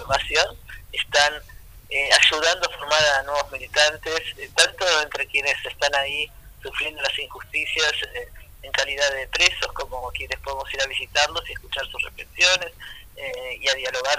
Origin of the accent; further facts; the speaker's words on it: Argentina; nosotros como argentinos y argentinas tenemos responsabilidad